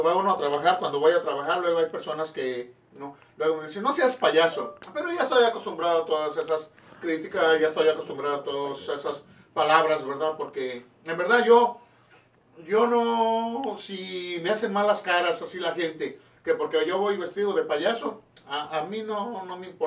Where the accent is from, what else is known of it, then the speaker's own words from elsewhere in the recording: Cuernavaca, Morelos, Mexico; also born or lived in State of Mexico; Soy del Estado de México, pero desde chiquillo yo me fui para la ciudad de Cuernavaca, Morelos. Así que yo soy más morelense